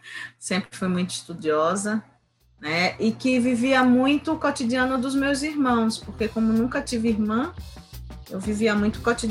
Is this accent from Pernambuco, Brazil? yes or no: yes; Recife, Pernambuco, Brazil; Mas aos 6 anos eu me mudei para o Alto Santa Terezinha, que é um bairro aqui na Zona Norte. Eu ainda moro na Zona Norte, eu gosto muito de morar na Zona Norte do Recife, né?